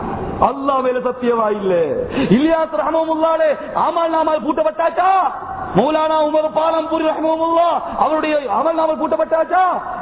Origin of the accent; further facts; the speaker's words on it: Hatton, Central Province, Sri Lanka; accent: Estate Tamil; நான் ஹெட்டன்காரன், எஸ்டேட்ல உள்ள தமிழ்ல தான் பேசுறேன், சுத்த தமிழ் நமக்கு தெரியாது.